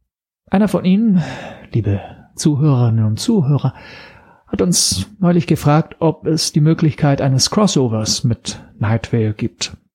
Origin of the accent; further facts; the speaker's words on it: Italy; German is a second language; now in Berlin, Germany; Ich komme aus Italien und lebe erst seit 7 Jahren in Berlin. Daher die viele Sprachfehler, für die ich mich natürlich entschuldigen muss.